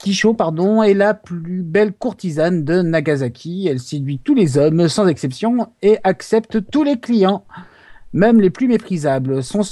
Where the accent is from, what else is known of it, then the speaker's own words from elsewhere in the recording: Brest, Brittany, France; Je suis de Brest, donc les mouettes.